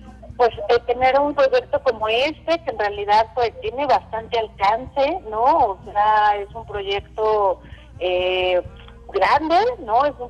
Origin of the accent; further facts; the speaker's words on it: Mexico; muchas veces nos identifican como mexicanos